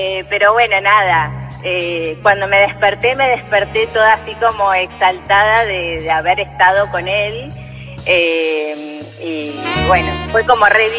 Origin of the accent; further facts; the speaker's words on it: Cañuelas, Buenos Aires Province, Argentina; De Cañuelas.